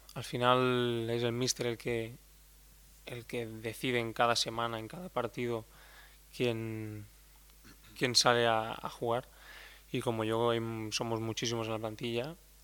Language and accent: Spanish; Elche, Valencian Community, Spain; Primero porque es de mi tierra, porque tengo mucha ilusión por este escudo